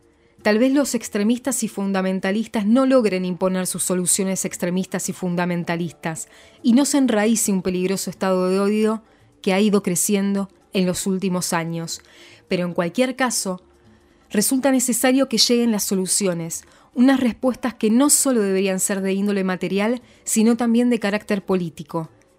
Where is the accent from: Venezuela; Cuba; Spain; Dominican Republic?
Cuba; Como cubano que vive en Cuba y trabaja y crea en Cuba